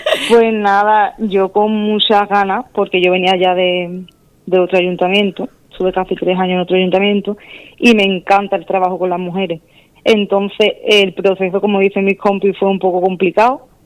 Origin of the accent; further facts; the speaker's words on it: Las Cabezas de San Juan, Andalusia, Spain; yo de las cabezas